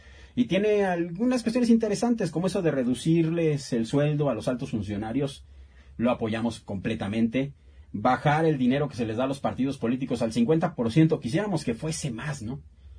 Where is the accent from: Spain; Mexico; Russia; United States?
Mexico; lo que nos queda a nosotros hacer como mexicanos